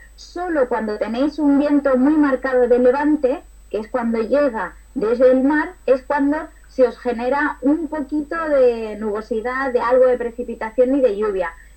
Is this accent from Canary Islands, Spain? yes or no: no; Andújar, Andalusia, Spain; cuando tenía 15 años, sí que pude empezar a trabajar en la radio de Andújar, de mi pueblo